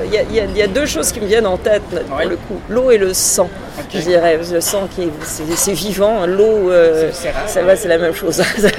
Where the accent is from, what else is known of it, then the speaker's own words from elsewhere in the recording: Montreal, Quebec, Canada; also born or lived in Boulogne-Billancourt, France; Bon, Montréal, parce que j'y ai grandi, ça c'est sûr.